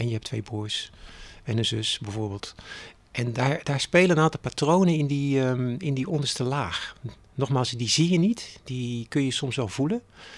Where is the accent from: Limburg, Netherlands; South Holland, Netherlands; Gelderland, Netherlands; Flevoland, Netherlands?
South Holland, Netherlands; Capelle aan de IJssel; also born or lived in Delft; 61 jaar. Ik heb 3 kinderen. Ik kom uit Capelle aan de IJssel. Ik ben in Delft geboren. Ik ben de jongste van een gezin van 4. Dus mijn wortels liggen in Delft.